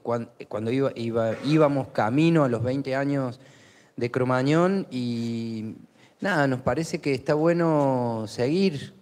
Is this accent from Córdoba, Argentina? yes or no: yes; Córdoba, Argentina; yo vengo de Córdoba